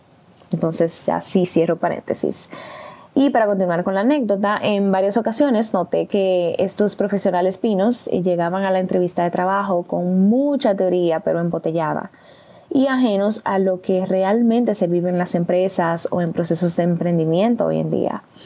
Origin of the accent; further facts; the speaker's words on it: Cibao, Dominican Republic; con asiento en la ciudad de Santo Domingo, República Dominicana, aunque originalmente soy del Cibao.